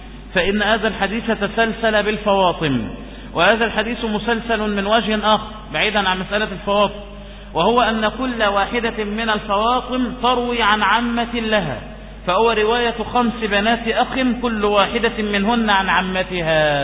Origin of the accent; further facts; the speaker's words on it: Egypt; يأتي لنا بإسناد يكون كل رواتي إيه مصريون، فهذا شرف لنا نحن من مصر